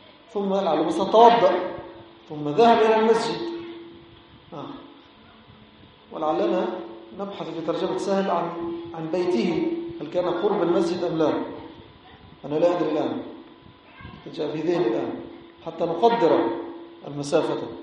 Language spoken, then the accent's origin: Arabic; Egypt; now in Nouakchott, Mauritania; وهذا عندنا في مصر